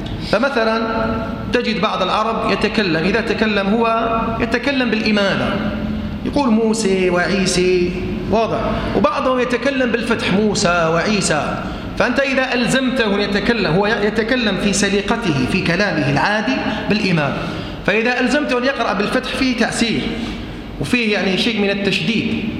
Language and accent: Arabic; Algeria; وهذه في بلدنا الجزائر